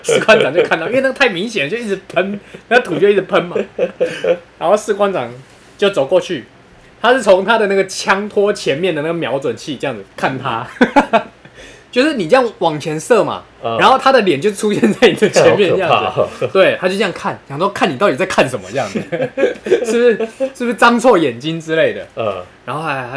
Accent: Taoyuan, Taiwan; 因为我是桃园人嘛，

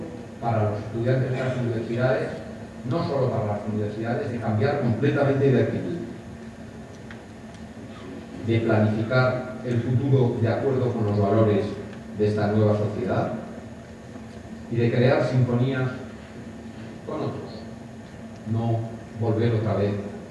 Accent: Valencian Community, Spain; como valenciano, estoy convencido de que hay un futuro fantástico en nuestra comunidad

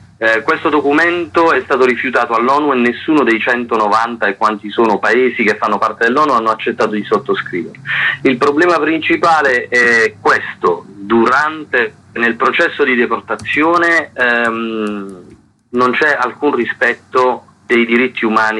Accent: Manfredonia, Apulia, Italy; Manfredonia, nel mio paese

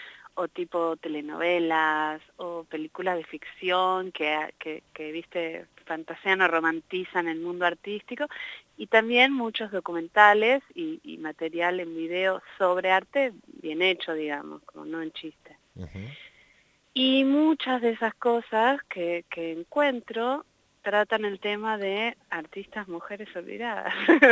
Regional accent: Neuquén, Argentina; Yo no había venido a La Pampa antes, yo soy neuquina, pero no había pasado por aquí.

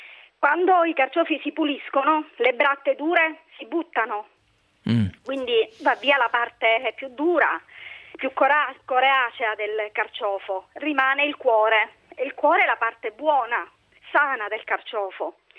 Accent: Palermo, Sicily, Italy; now in Modena, Italy; Sono emozionata perché vivo a Modena, ma sono palermitana.

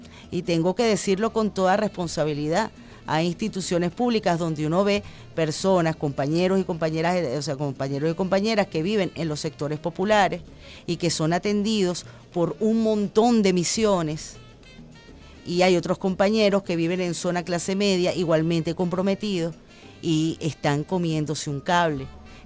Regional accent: Venezuela; todos somos venezolanos

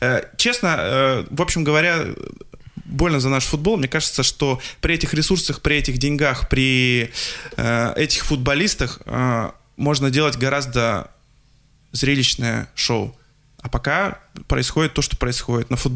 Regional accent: Krasnoyarsk, Krasnoyarsk Krai, Russia; к сожалению, мой родной город Красноярск.

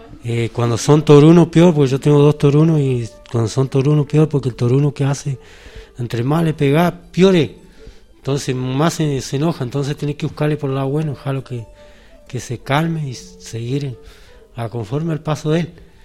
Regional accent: Rinconada, Argentina; me crié acá en la Rinconada. Nací acá y me crié acá con todos mis hermanos, ¿no?

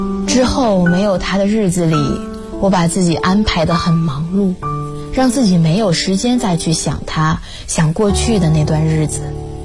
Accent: Xiamen, Fujian, China; now in Nanjing, China; 来自厦门。我在南京大学，距离我的家乡1390公里

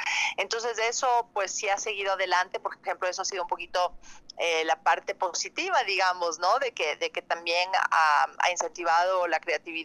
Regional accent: Ecuador; somos varios actores de Ecuador, está Roberto Manrique, Diego Miñone y yo de Ecuador

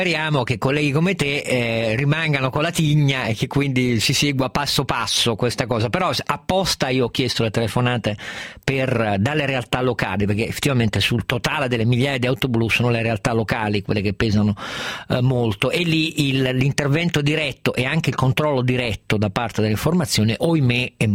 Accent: Piedmont, Italy; da piemontese purtroppo non mi è neanche piaciuto come è andato

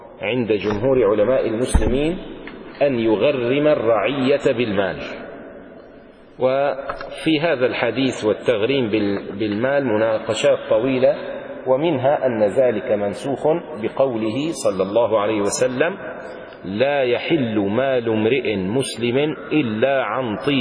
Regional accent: Damascus, Damascus Governorate, Syria; لذلك كان عندنا في دمشق قديما، لما كانت دمشق دمشق

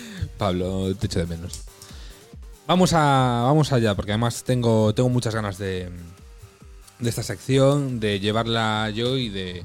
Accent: North West England, United Kingdom; accent: Mancunian; mi acento es muy mancunian, es muy del norte

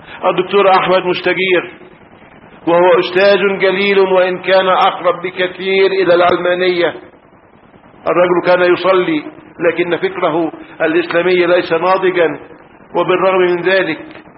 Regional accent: Egypt; أنا مصري ولست سوريا حتى.

